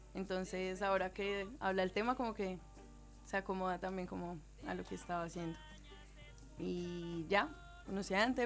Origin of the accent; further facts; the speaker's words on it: Colombia; moved away as an adult; now in Argentina; Sí, soy de Colombia.